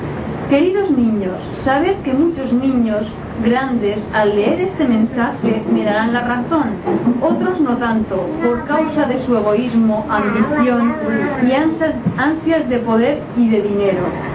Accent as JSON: {"language": "Spanish", "country": "Spain", "said": "Tuve que sufrir los horrores, como muchos españoles, de una guerra civil en España."}